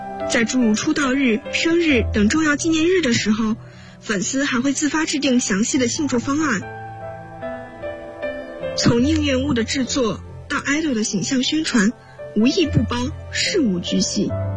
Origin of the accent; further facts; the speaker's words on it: Qingdao, Shandong, China; now in Nanjing, China; 来自山东青岛，我在南京大学，距离我的家乡571公里。